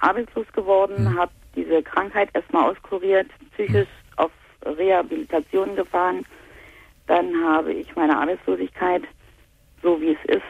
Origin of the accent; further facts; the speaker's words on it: East Germany, Germany; ich komme aus dem Osten und zu der Zeit sind ja hier im Osten Kaufhäuser aus dem Boden geschossen